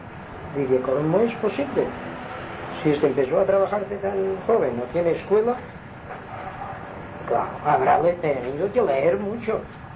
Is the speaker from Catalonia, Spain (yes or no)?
no; Inca, Balearic Islands, Spain; born there; que nací en Inca y me llevaba a Palma y tal y tal.